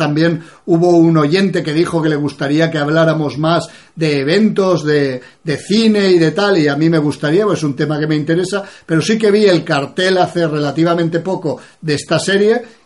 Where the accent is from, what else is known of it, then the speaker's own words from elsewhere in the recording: Iran; una iraní, que también se parecen bastante a nosotros los iraníes.